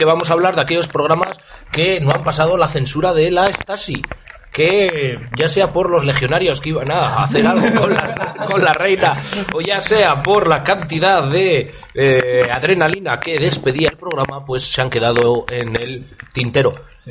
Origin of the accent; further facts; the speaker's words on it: Burgos, Castile and León, Spain; más que de Gamonal, tú que y yo somos de Capiscol